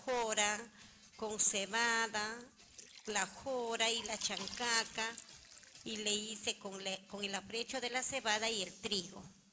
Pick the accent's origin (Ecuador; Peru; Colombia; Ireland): Peru; Huaraz, Ancash; Yo soy de Huaraz.